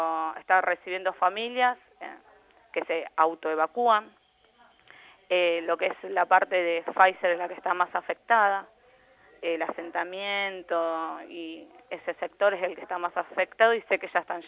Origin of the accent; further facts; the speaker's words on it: La Reja, Buenos Aires Province, Argentina; yo soy de La Reja y allá también estaba todo anegado